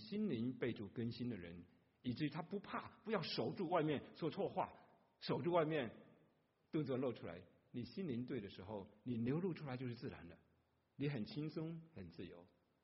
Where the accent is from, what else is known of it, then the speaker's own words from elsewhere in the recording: Fuzhou, Fujian, China; accent: Fujian Mandarin; first language Fuzhounese; Chinese is a second language; 那就是我们福州人讲的普通话，我们的语言里面福州话没有佛这个音，所以我们只有挥来挥去，是飞来飞去的。